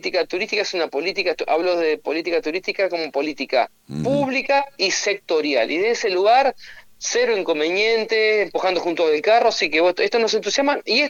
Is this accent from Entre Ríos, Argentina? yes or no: yes; Concordia, Entre Ríos, Argentina; Yo soy de Concordia